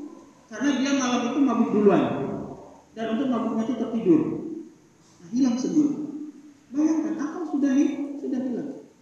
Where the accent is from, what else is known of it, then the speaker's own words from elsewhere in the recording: Sumatra, Indonesia; Saya ini dari Sumatera, Pak.